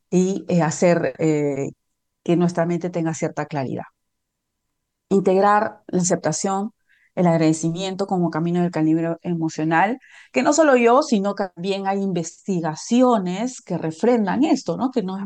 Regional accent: Peru; yo soy de Perú

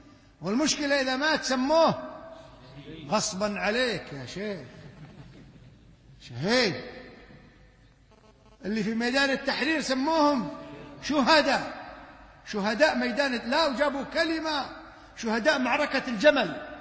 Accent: Kuwait; بل عندنا في الكويت بقول لكم قصة أغرب ما أغرب من الخيال

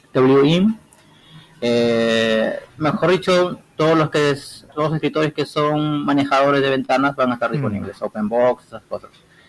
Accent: Peru; yo soy de Perú. Aquí son exactamente la 1:00 p.m. con 8 minutos, y bueno, desde acá, desde Perú

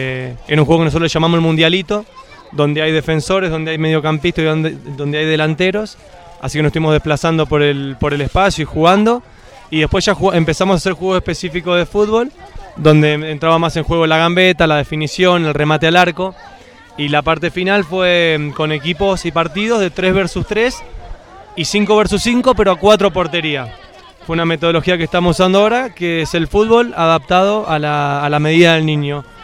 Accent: Rosario, Santa Fe, Argentina; vengo de la ciudad de Rosario, Argentina

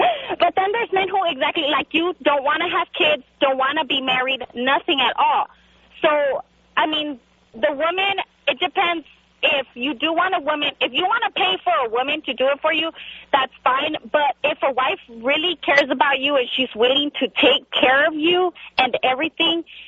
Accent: California, United States; born there; My parents are from Mexico. I was born here in California.

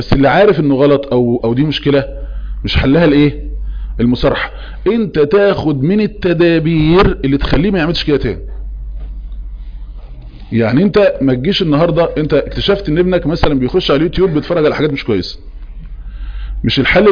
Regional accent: Egypt; احنا كمصريين نسميه ايه فهلوة

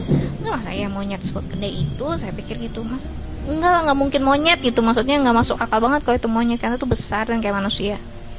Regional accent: Balikpapan, East Kalimantan, Indonesia; now in Samarinda, Indonesia; Kalau saya asalnya dari Balikpapan

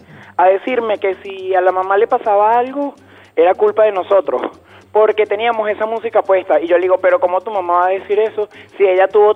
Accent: Venezuela; Tú sabes que yo, a pesar de que soy muy venezolano hasta la muerte, tengo descendencia española

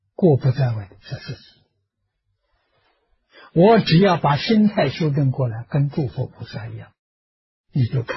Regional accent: China; 我们中国人讲的起心动念言语造作，没有一样不是合情合法啊

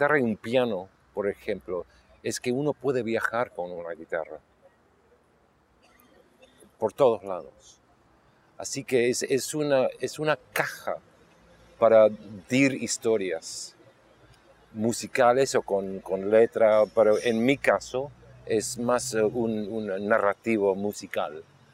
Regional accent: Argentina; born there; yo no vengo de una parte particular, yo no creo, soy más internacional porque nací en Argentina, inglés, un poco inglés, americano, así que yo no vengo de un lugar particular.

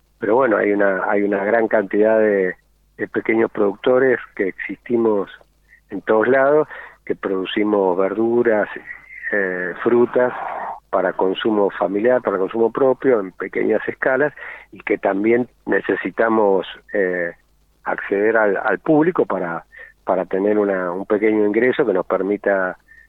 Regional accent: Rivadavia, Mendoza, Argentina; Yo soy de Rivadavia, arriba, casi con el borde de Junín y de Luján, cerca del Carrizal.

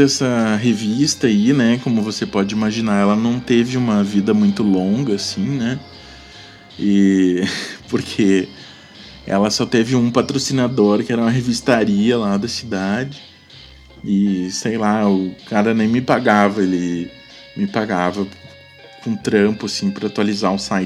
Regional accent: Cachoeira, Rio Grande do Sul, Brazil; moved away; Aí eu fui morar em Porto Alegre, né? Saí de Cachoeira.

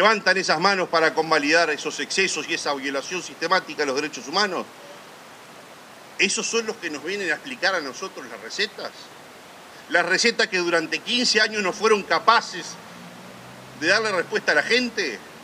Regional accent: Uruguay; somos uruguayos, somos 3 millones de directores técnicos

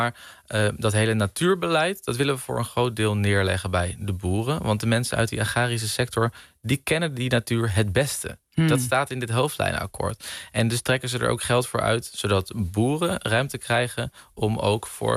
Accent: Netherlands; Maar ja, wat wij er uiteindelijk als Nederlander, als ondernemer, als MKB van gaan merken

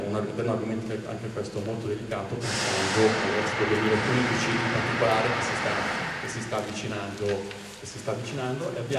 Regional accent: Lomazzo, Lombardy, Italy; io per esempio sono di Lomazzo

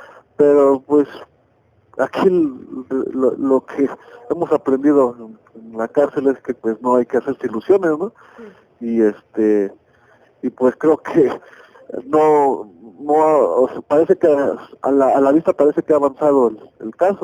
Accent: Mexico; lo que nos hace falta como mexicanos pues es valor

